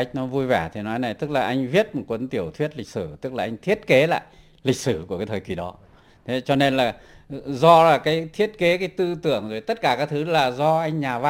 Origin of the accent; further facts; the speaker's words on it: Phú Thọ, Vietnam; cái này tôi quê ở Phú Thọ. Thế và quê tôi cũng có cả một cái bộ truyền thuyết, gọi truyền thuyết Hùng Vương.